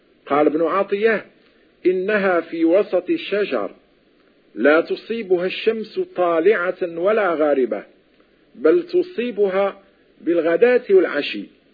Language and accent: Arabic; Morocco; وتعرف عندنا في المغرب بالطاقة